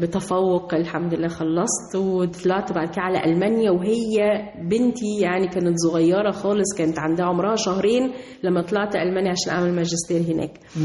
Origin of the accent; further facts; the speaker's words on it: Egypt; moved away as an adult; لأن أنا مصرية قوي وبحب بلدي قوي قوي